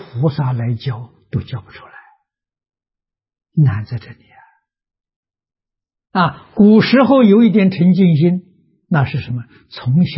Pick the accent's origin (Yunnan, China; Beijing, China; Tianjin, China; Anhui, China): Anhui, China; Tongcheng; 我们家乡是桐城派的发源地。啊，所以在明清两代啊，文风很盛啊，乡下小孩都念书啊，私塾嘛，我们家乡私塾很多啊，我六七岁还上过私塾啊